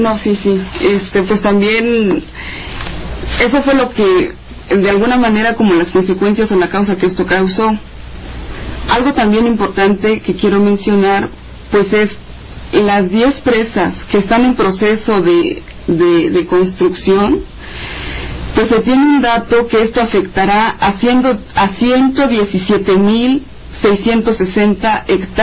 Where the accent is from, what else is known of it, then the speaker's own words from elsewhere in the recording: Chiapas, Mexico; Yo vengo del estado de Chiapas